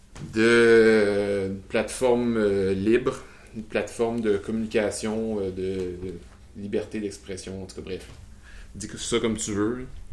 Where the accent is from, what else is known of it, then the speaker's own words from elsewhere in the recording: Quebec, Canada; accent: Quebec; Ben déjà, il y a pas assez de monde au Québec, là. Puis notre accent s'exporte pas très bien.